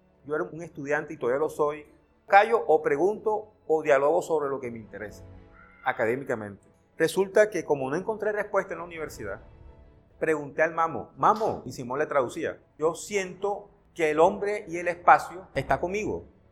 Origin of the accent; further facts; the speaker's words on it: Santa Marta, Magdalena, Colombia; yo soy de Santa Marta, de un barrio hermoso que se llama Pescadito. Ahí nací. Aprendí dos cosas de mi ciudad. A vivir el mar intensamente porque Pescadito está muy cerca al mar.